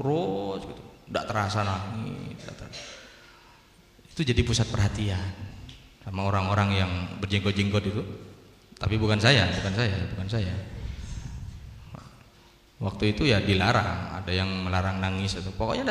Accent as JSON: {"language": "Indonesian", "country": "Indonesia", "said": "saya dari Indonesia ya, waktu itu masih baru. Ya pakai bahasa Indonesia saya. Pakai bahasa Madura."}